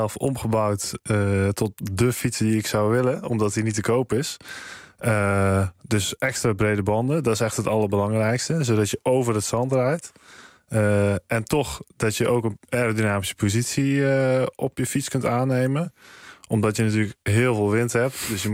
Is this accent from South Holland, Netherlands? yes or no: no; Biervliet, Zeeland, Netherlands; now in Eindhoven, Netherlands; Ja, ik woon nu in Eindhoven, maar van origine kom ik ook uit Zeeland, hoor.